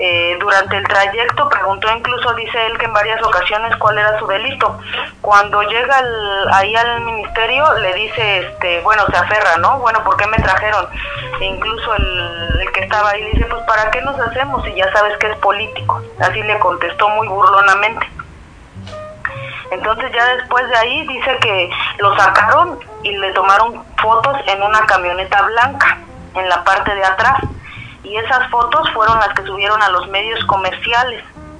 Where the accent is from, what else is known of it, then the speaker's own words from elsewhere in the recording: Mexico City, Mexico; now in Oaxaca, Mexico; Yo soy del DF, toda mi familia vive en el DF.